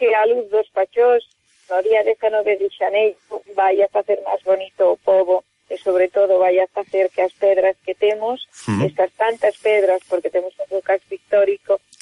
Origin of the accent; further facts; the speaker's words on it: Galicia, Spain; aquilo que nos identifica a nós como galegos